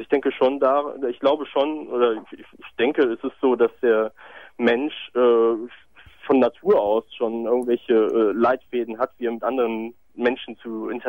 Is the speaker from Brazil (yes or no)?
yes; Brazil; Ich komme aus Brasilien, bin in Brasilien geboren.